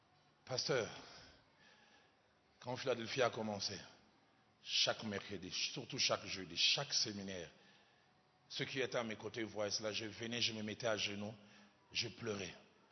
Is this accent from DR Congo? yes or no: yes; Kinshasa, DR Congo; Chez moi, à Kinshasa, il y a beaucoup de maisons achevées.